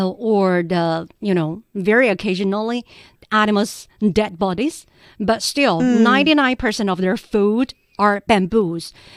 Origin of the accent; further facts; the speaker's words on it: Sichuan, China; My hometown.